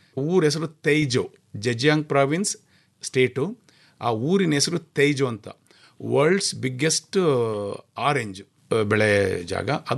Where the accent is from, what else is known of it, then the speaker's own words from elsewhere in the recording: Cholenahalli, Karnataka, India; ನಾವು ಹಾಸನ ಜಿಲ್ಲೆ ಚನ್ನರಾಯಪಟ್ಟಣ ತಾಲೂಕಿನ ಪಕ್ಕದಲ್ಲಿ ಒಂದು ಹಳ್ಳಿ, ಚೋಳೇನಹಳ್ಳಿ ಅಂತ, ಆ ಹಳ್ಳಿನಲ್ಲಿ ಹುಟ್ಟಿದವನು.